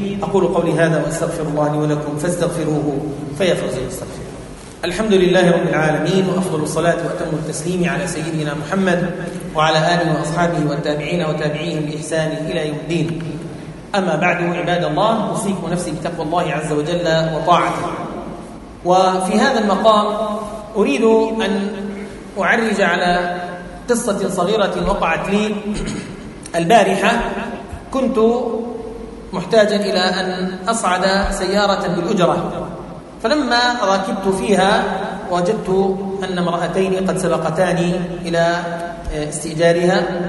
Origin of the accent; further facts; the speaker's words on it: Palestine; قلت له أنا فلسطيني وما بحق إلا أطلع دفتر عمومي